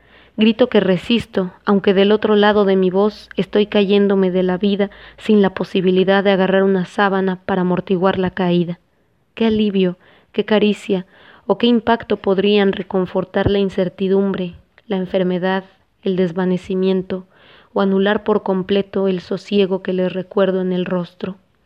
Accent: Mexico City, Mexico; vengo del Distrito Federal, que ahora conocen como Ciudad de México. Me crié en una colonia muy chiquita, muy breve, que llaman El Rodeo.

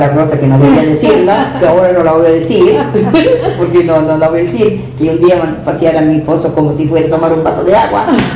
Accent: Sant'Angelo, Italy; moved away; Yo cuando me fui allá a Italia, ahí cuando llegué a mi pueblo, a Sant'Angelo

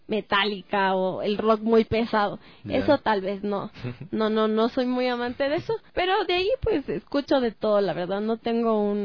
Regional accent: Quito, Pichincha, Ecuador; nosotros como quiteños primero conozcamos nuestra historia, nuestra cultura

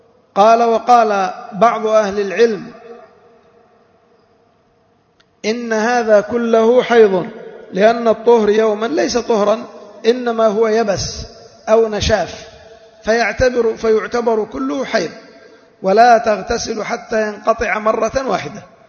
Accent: Yemen; عندنا في اليمن

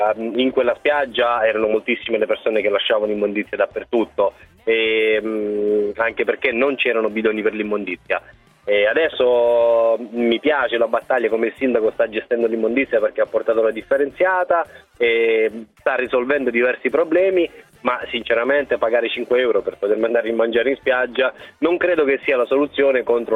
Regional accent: Pisticci, Basilicata, Italy; now in Pescara, Italy; io sono di Pisticci, vivo a Pescara per lavoro

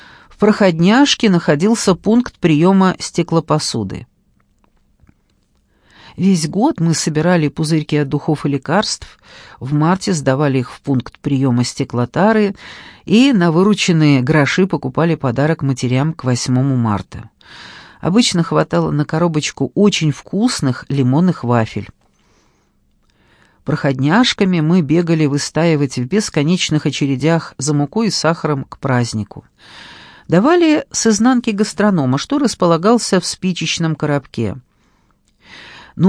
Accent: Moscow, Russia; Я родилась и выросла на Миусах. Загадочный топоним. Миусы. Это район возле Белорусского вокзала.

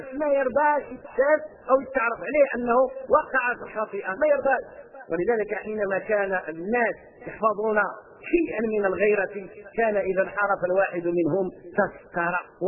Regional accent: Morocco; عندنا في المغرب قصة مع القرآن سبحان الله العظيم

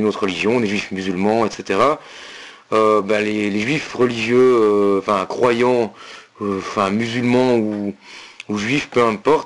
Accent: Belgium; accent: Belgian French; qui reconnaissaient mon accent français, enfin belge, et qui me demandaient ce que je faisais là

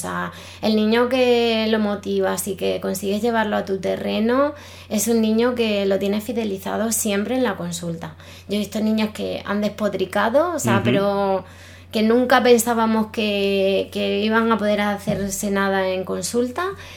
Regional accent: Badajoz, Extremadura, Spain; Yo soy de Badajoz

